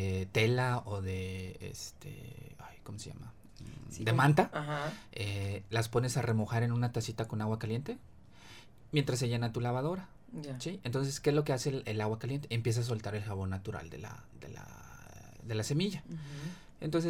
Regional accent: Ciudad Mante, Tamaulipas, Mexico; Yo soy de Ciudad Mante, Tamaulipas, se da otra variedad de semillas

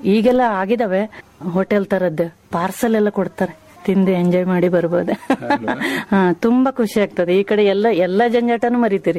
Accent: Yellapur, Karnataka, India; ಆ ಕಡೆಯಿಂದ ಯಲ್ಲಾಪುರದಿಂದಾನೇ ನಾವು ಬಂದಿದ್ದು, ಕೊಡಸಳ್ಳಿ ಡ್ಯಾಮ್ ಪ್ರಾಜೆಕ್ಟ್ ಇಂದ ಬಂದಿದ್ದು ನಾವು ಇಲ್ಲಿ.

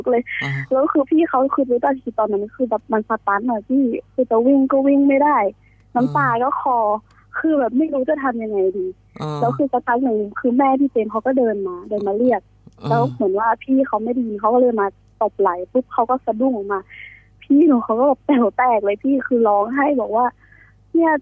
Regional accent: Central Thailand, Thailand; หนูเป็นคนภาคกลาง

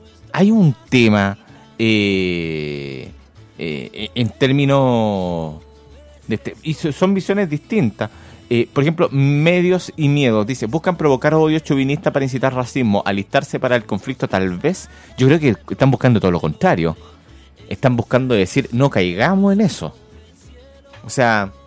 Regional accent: Chile; Como chilenos nos hemos puesto grave

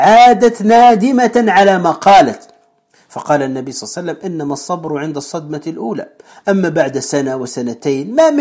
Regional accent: Tunisia; وكما نقول عندنا في تونس في مثل معروف

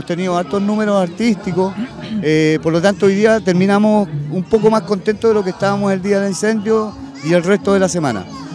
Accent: Valparaíso, Chile; Queremos quedarnos en Valparaíso porque somos porteños.

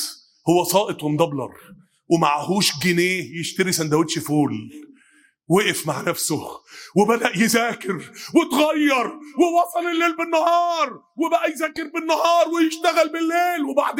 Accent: Mansoura, Dakahlia, Egypt; كان من قرية بينها وبين بلدنا المنصورة حوالي 10 كيلو

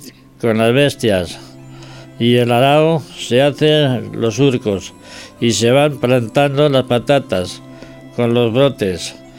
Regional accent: San Juan de la Nava, Castile and León, Spain; hablamos de la historia de mi pueblo, San Juan de la Nava. Un pequeño pueblo en unos 500 habitantes, situado en la provincia de Ávila, a 30 kilómetros de la ciudad.

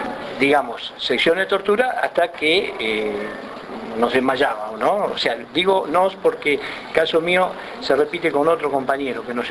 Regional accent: Las Flores, Buenos Aires Province, Argentina; yo soy de Las Flores

